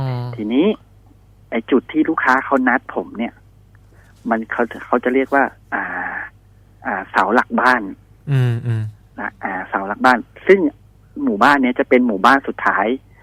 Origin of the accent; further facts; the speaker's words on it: Bangkok, Thailand; โดยปกติแล้วเนี่ยผมมาเป็นคนกรุงเทพ